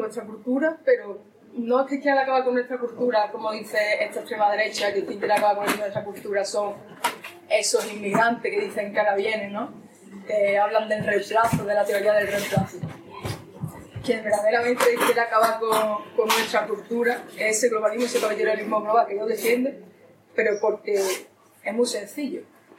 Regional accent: Andalusia, Spain; Esa es la única riqueza que Europa ve que puede traernos a los andaluces en este momento, ¿no? Que somos la playa de Europa, básicamente.

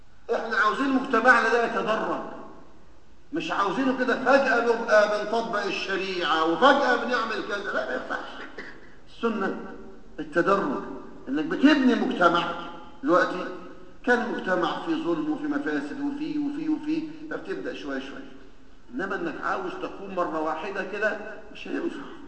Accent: Egypt; ونحن كما نعلم بنمر بشدائد ونوازل في بلدنا مصر

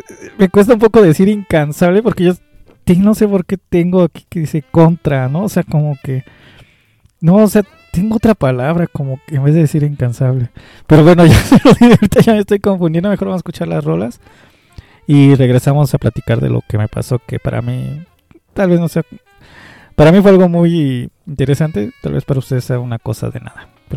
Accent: Culhuacán, Mexico City, Mexico; Yo también soy de Culhuacán

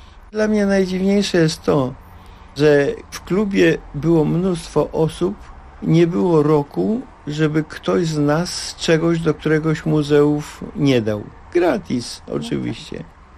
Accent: Warsaw, Masovian Voivodeship, Poland; Mam udowodnione pochodzenie, czwarte pokolenie w Warszawie. Trudno, żebym ja jako rdzenny warszawiak co nieco nie wiedział o różnych rzeczach z tą Warszawą związanych.

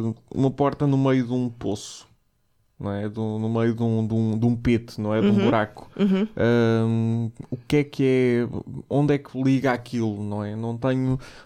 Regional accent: Aveiro, Portugal; Eu sou de Aveiro, porra.

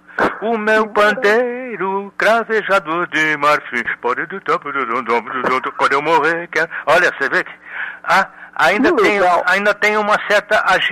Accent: Taubaté, São Paulo, Brazil; era tipicamente um moleque, né, do interior, né? Minha adolescência foi toda em Taubaté, eu fui com 4 anos de idade para Taubaté com meus pais e meu irmão.

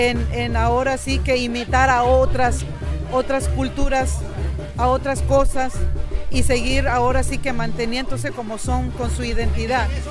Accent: Oaxaca, Mexico; para poder mantener ahora sí que nuestra identidad como oaxaqueños a través ahora sí de los años migratorios que llevamos.

